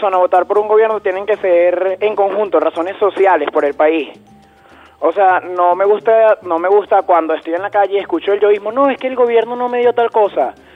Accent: Venezuela; Tú sabes que yo, a pesar de que soy muy venezolano hasta la muerte, tengo descendencia española

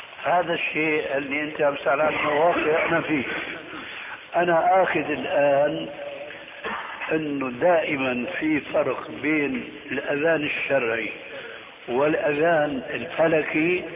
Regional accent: Syria; كما يقولون عندنا في الشام

